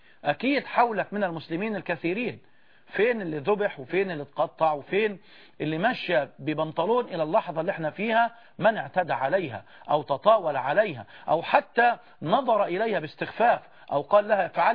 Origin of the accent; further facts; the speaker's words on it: Egypt; وأن نكون كمصريين بجميع أطيافنا على قلب رجل واحد